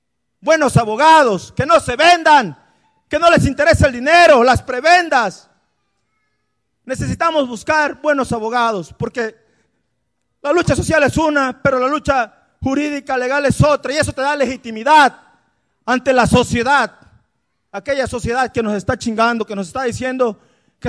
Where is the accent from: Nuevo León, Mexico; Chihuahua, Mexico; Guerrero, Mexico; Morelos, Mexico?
Guerrero, Mexico; van a saber que venimos de Guerrero